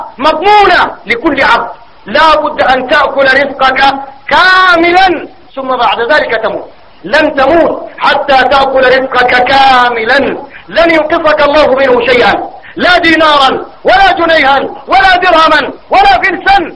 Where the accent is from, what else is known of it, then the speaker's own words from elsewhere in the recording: Sudan; اللهم إنا نسألك في بلادنا السودان أن تكون بلادنا سخاء رخاء